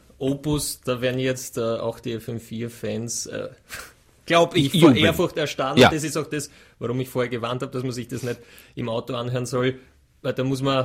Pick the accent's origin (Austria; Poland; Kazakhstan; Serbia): Austria; Vienna; jetzt sage ich, bin ein Wiener, ja.